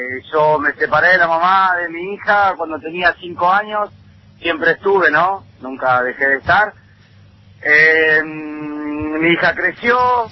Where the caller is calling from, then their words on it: Paraná, Entre Ríos, Argentina; camionero de Paraná Entre Ríos.